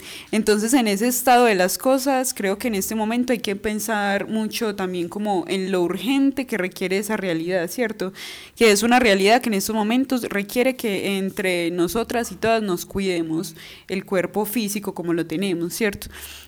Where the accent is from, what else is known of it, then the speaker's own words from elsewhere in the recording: Amalfi, Antioquia, Colombia; También pensé mucho, sobre todo en mi pueblo, en Amalfi, y en mi familia, y en las personas que están más alejadas de la ciudad